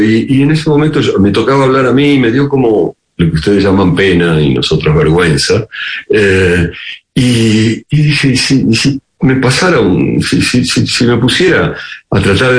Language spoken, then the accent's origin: Spanish; Argentina; also born or lived in France / Spain; yo soy argentino. Los argentinos somos bastante, o fuimos durante mucho tiempo, muy poco latinoamericanos. Yo además había vivido mucho fuera de aquí, en Francia, en España